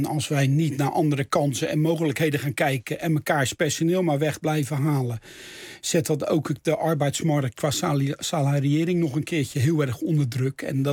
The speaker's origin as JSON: {"language": "Dutch", "town": "Rotterdam", "region": "South Holland", "country": "Netherlands", "said": "ik ben echt een Rotterdammer, hè?"}